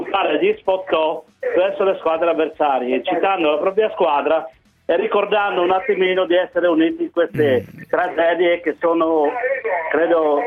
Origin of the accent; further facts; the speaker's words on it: Friuli-Venezia Giulia, Italy; come friulano anche noi quest'anno abbiamo purtroppo ricordato il nostro terremoto del 76